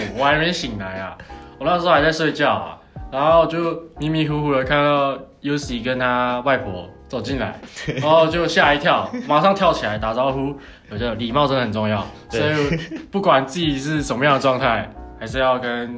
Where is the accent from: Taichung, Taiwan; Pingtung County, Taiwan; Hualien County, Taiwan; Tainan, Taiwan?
Hualien County, Taiwan; Hualien; 所以我那时候因为我的家乡在花莲。